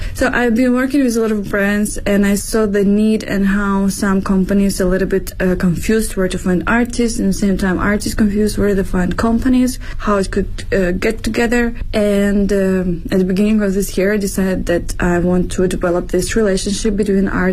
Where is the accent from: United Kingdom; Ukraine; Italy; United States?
Ukraine; now in Beijing, China; So by my name, you can see I'm from Eastern Europe. I'm from Ukraine and in Beijing, been living for the past 9 years.